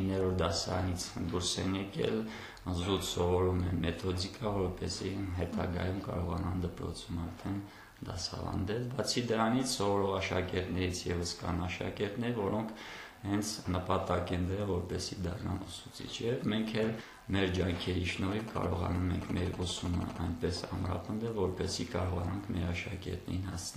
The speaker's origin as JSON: {"language": "Armenian", "town": "Lisagor", "region": "Shusha District", "country": "Azerbaijan", "tie": "born or raised there", "also_born_or_lived": "Yeghtsahogh", "said": "Ծնվել եմ Շուշիի շրջանի Եղծարող համայնքում, բայց տեղափոխվել ենք Լիսագոր և հաստատվել ենք։"}